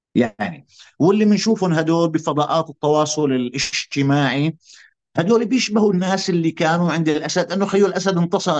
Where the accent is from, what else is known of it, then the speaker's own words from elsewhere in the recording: Syria; يعني أنا متفاجئ هيئة كسوري، أنا وجهة نظري وما أعرف عن المجتمع السوري مجتمع متنوع